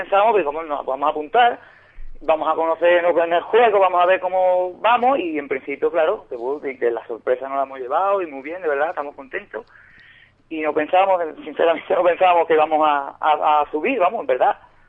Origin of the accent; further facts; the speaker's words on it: Benaocaz, Andalusia, Spain; la mayoría de nosotros sí somos de aquí de Benahoká.